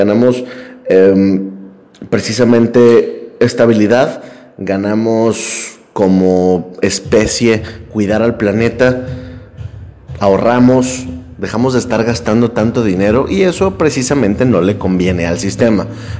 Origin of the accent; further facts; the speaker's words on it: Mexico; Lo digo con mucha pena, porque soy mexicano